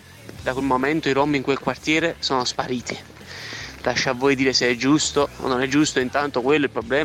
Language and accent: Italian; Naples, Campania, Italy; io sono di Napoli, diciamo che sono cresciuto per strada, ecco, e ti racconto quello che è successo una volta nel mio quartiere.